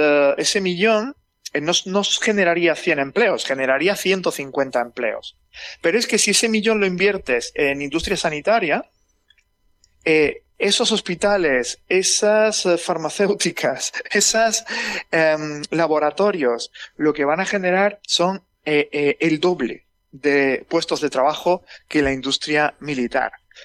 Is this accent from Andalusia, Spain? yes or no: yes; Jaén, Andalusia, Spain; yo soy de Jaén y en Jaén había una industria automovilística